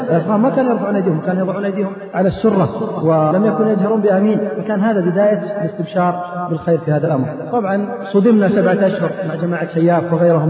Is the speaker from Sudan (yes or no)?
no; Saudi Arabia; الذين عندنا في السعودية يختلفون